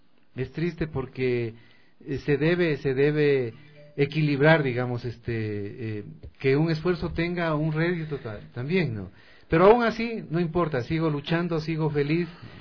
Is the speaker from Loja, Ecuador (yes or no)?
yes; Loja, Ecuador; a mí me dicen tú lojano, sí, soy lojano, pero soy ecuatoriano.